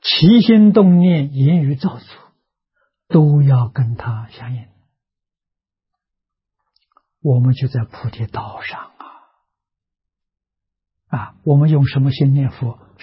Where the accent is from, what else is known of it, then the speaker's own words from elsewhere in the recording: China; 我们中国人讲明德、亲民、 知至善